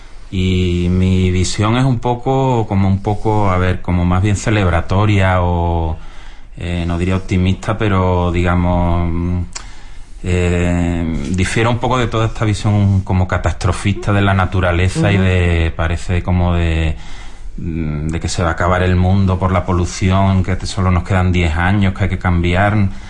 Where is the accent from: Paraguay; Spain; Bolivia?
Spain; Seville, Andalusia; no soy una persona de campo ni nada, soy de ciudad, de Sevilla.